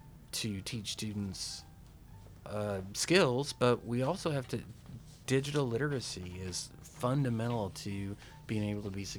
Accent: Texas, United States; Because when I grew up in West Texas in the 1970s

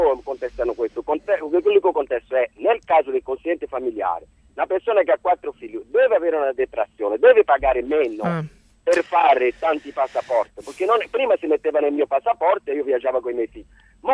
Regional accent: Brazil; Italian is a second language; now in Italy; Il mio intervento giorno è di diversa, perché sono brasiliana, i miei figli sono nati in Italia

